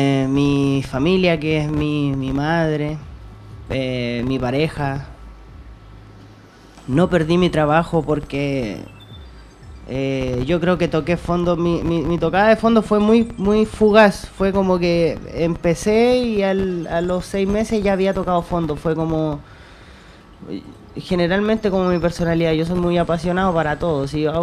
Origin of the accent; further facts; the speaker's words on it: Tocopilla, Antofagasta, Chile; Mira, yo vengo del norte del país, de una ciudad de... Bueno, yo vengo de Tocopilla.